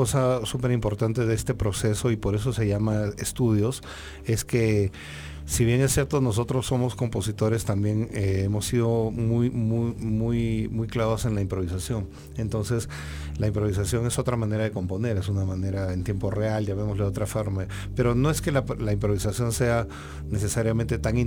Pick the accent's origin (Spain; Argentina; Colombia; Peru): Peru; now in Mexico; yo vivía acá, yo soy peruano, pero regresé al Perú entre el 2012 y el 2016